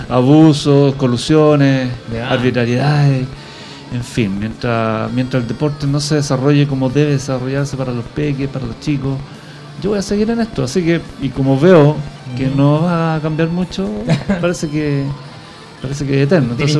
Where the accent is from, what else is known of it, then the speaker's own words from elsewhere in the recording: Puente Alto, Santiago Metropolitan Region, Chile; born there; Yo nací en Puente Alto, soy profesor de educación física, estudié psicología, soy psicólogo, tengo un magíster en educación